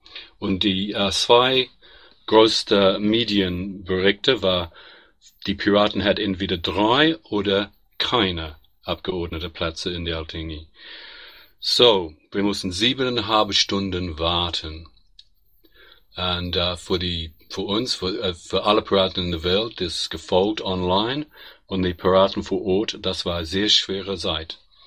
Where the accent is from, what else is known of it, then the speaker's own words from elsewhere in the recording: New Zealand; now in Germany; Ich komme aus Neuseeland, wohne ins Moment in Deutschland